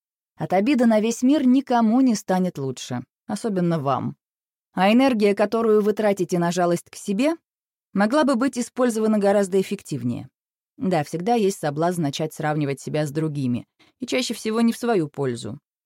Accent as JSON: {"language": "Russian", "region": "Moscow", "country": "Russia", "tie": "born there", "said": "Я родилась в Москве в семье предпринимателей."}